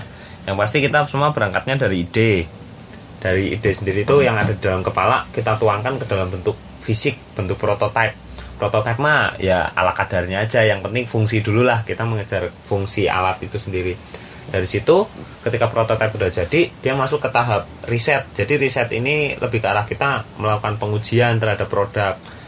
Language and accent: Indonesian; Magelang, Central Java, Indonesia; Kan kebetulan asal saya kan asli Magelang.